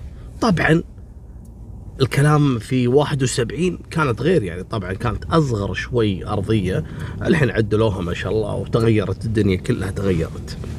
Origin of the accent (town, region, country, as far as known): Kuwait